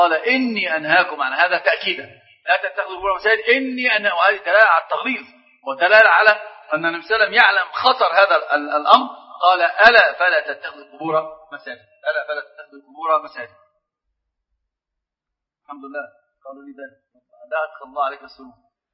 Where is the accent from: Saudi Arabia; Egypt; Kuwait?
Egypt; عندنا في مصر مثل عجيب